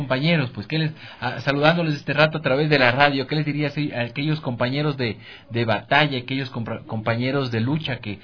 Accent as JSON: {"language": "Spanish", "town": "Ambato", "region": "Tungurahua", "country": "Ecuador", "said": "Es un orgullo, es muy bonito para quienes somos de Ambato haber estudiado en el Patrón Bolívar."}